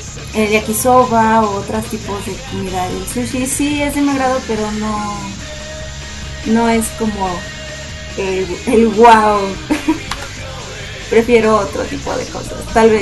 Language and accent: Spanish; Mexico; Soy de México, vivo en el Distrito Federal.